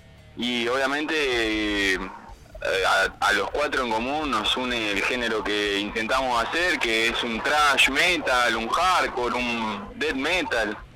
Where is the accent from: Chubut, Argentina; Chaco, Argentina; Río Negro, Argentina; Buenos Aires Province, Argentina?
Río Negro, Argentina; Cinco Saltos; somos de Cinco Saltos y de Cipolletti, pero bueno, se creó la banda en Cinco Saltos